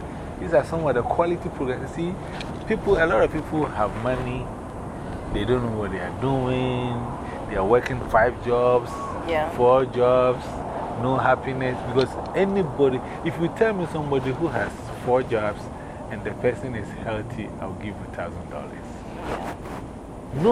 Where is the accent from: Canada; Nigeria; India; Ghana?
Ghana; English is a second language; now in United States; I'm from West Africa, Ghana.